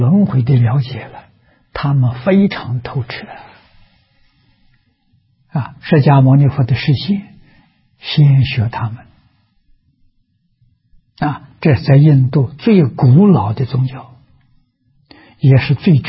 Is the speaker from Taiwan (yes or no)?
no; China; 我们中国人讲名师出高徒